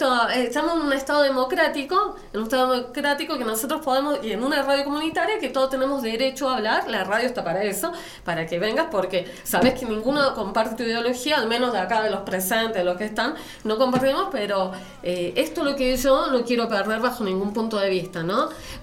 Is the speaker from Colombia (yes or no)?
no; Chile; porque yo soy chilena